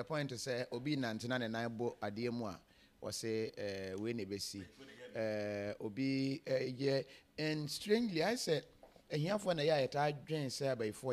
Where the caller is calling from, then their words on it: Brescia, Lombardy, Italy; I'm watching you from Brescia, Italy.